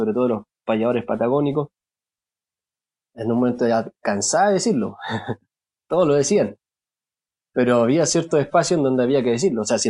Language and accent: Spanish; Chile; si yo aprendí a payar, por ejemplo, en Cuba, y soy chileno